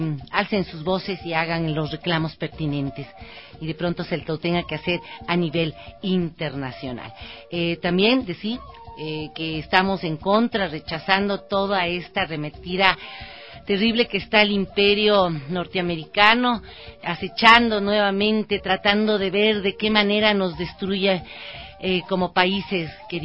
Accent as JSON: {"language": "Spanish", "country": "Ecuador", "said": "no podemos permitir, como ecuatorianos y ecuatorianas, que vengan a violentar y a vulnerar nuestros derechos"}